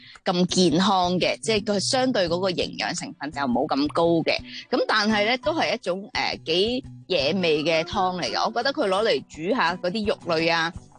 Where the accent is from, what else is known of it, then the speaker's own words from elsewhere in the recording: Hong Kong; 即系我哋香港人饮汤，即系讲真好少可会系有一啲一樽嘅一啲酱滗落去煲汤噶嘛